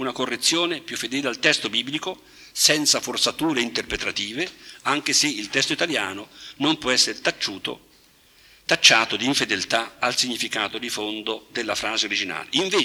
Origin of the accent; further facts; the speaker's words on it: Milan, Lombardy, Italy; Provengo da Milano